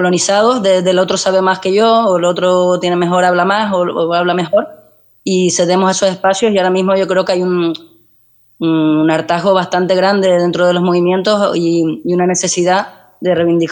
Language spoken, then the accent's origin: Spanish; Tenerife, Canary Islands, Spain; Que aunque me quiera ir a un territorio cercano, que también es mi tierra porque mi familia también es allá, es como, ¿por qué me tengo que ir yo de Tenerife por esta situación, ¿no?